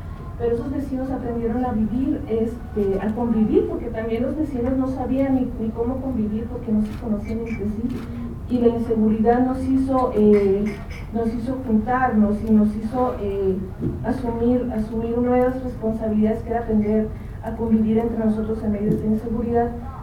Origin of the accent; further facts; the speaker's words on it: Veracruz, Mexico; Yo soy de Veracruz.